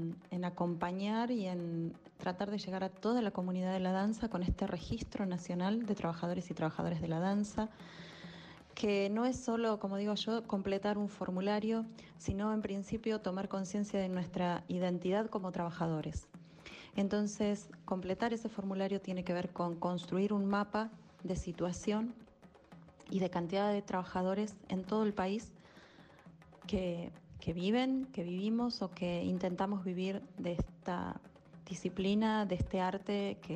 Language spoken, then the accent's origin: Spanish; La Pampa, Argentina; en la provincia de La Pampa, de donde soy